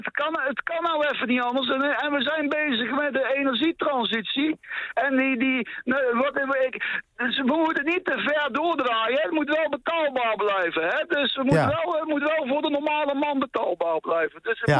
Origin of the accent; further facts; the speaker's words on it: North Brabant, Netherlands; Ik ben een Brabander